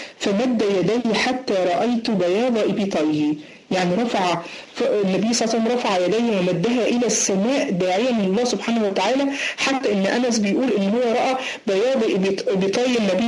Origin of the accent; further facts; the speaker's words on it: Egypt; زي ما بنقول علينا عندنا في مصر